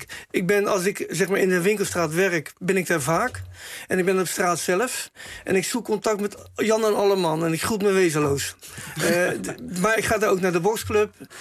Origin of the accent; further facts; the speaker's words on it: Rotterdam, South Holland, Netherlands; om daar je tanden in te zetten als Rotterdammer, om een stuk van je eigen stad te verbeteren.